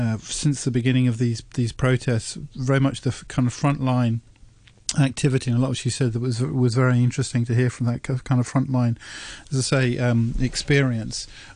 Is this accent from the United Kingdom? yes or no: yes; England, United Kingdom; Yeah, as an English person, I enjoyed that.